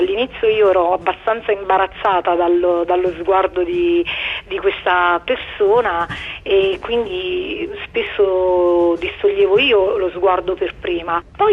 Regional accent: Naples, Campania, Italy; sono di Napoli e ho 33 anni

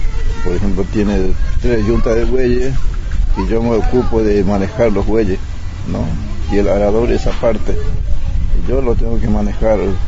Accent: Chaco, Argentina; moved away; Y yo me vine de Chaco desde 54. Era jovencito todavía.

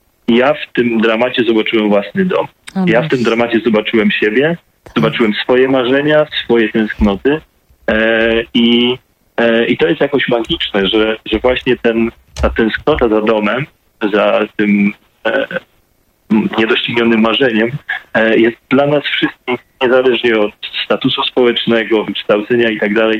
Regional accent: Pionki, Masovian Voivodeship, Poland; Ja faktycznie pochodzę z małego miasta postrobotniczego, miasta, które jest bardzo ciekawym przykładem, bo właściwie całe zostało ufundowane na istniejących tam właśnie w moich rodzinnych pionkach, na zakładach broni

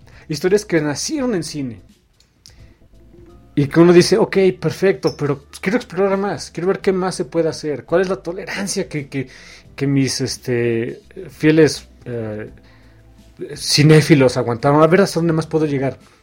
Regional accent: Mexico City, Mexico; Yo soy mexicano, más mexicano que el taco al pastor.

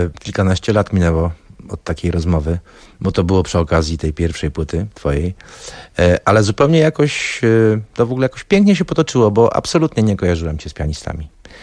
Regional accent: Warsaw, Masovian Voivodeship, Poland; Okej, ale to widać, że jesteśmy z Mokotowa. I ty, i ja.

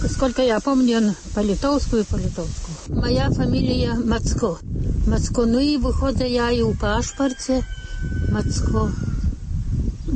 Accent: Lithuania; Я літоўка.

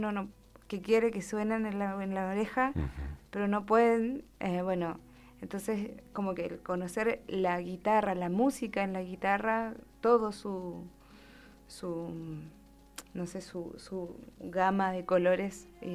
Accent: Curimón, Valparaíso, Chile; also born or lived in Viña del Mar / Bucalemu; Y después me fui al Valle de la Aconcagua, a Bucalemu. Uh-huh. Y ahí estuve un poquito de mi infancia, hasta los 6 años. Y después me fui a un pueblito muy cercano, que es Curimón

